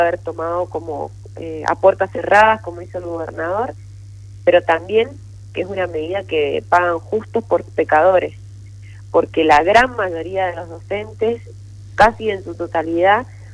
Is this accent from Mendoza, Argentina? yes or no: yes; Mendoza, Argentina; tiene que ver también con nuestros valores como ciudadanos y como mendocinos